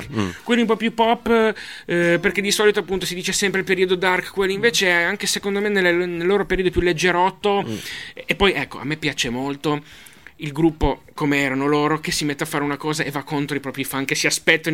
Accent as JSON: {"language": "Italian", "town": "Genoa", "region": "Liguria", "country": "Italy", "said": "dato che io vengo da Genova, non posso esimermi"}